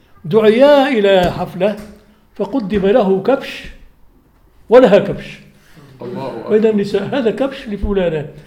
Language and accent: Arabic; Aleppo, Aleppo Governorate, Syria; وهو عندنا في حلب